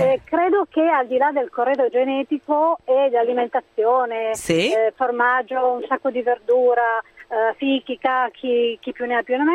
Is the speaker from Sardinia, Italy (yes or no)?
yes; Urzulei, Sardinia, Italy; now in Milan, Italy; io sono di Urzuleio, un paese vicinissimo a Villa Grande